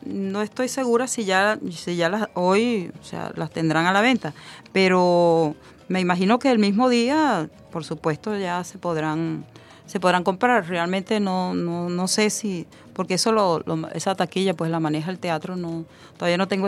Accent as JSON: {"language": "Spanish", "country": "Venezuela", "said": "nosotros como venezolanos"}